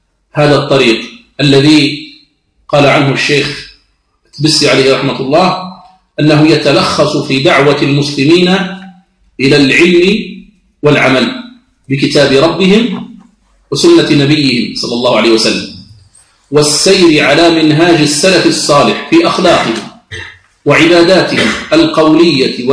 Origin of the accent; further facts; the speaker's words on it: Algeria; يعد علما من أعلام بلادنا الجزائر